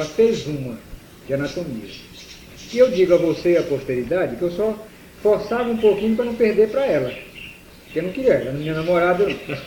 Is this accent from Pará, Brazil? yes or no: yes; Santarém, Pará, Brazil; Eu nunca aceitei morar em Belém. Fui convidado para morar lá, mas até hoje eu vou a passeio, minha terra aí. Espero que, não foi meu berço, mas espero que seja meu túmulo, a terra querida que é Santarém.